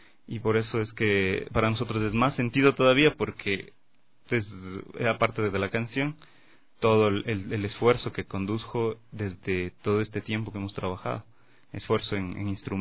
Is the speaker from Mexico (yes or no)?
no; Ecuador; porque al final somos ecuatorianos y todo el sonido está ahí.